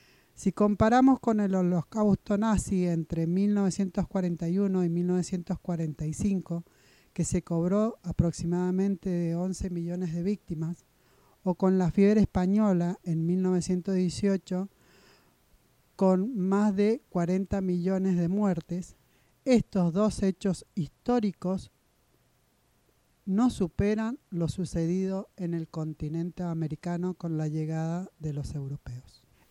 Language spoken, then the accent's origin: Spanish; Argentina; nombramiento de los presidentes de las 11 comunidades huarpes de Huanacache, y representé a mi pueblo huarpe a nivel nacional e internacional junto